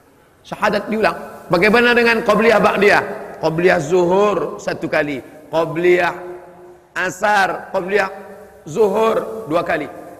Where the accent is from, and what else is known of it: Sumatra, Indonesia; born there